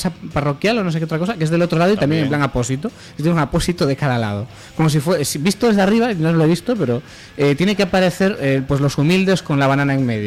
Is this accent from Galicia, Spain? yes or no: yes; Pontevedra, Galicia, Spain; now in A Coruña, Spain; Yo soy de Pontevedra, aunque llevo 10 años viviendo en Coruña.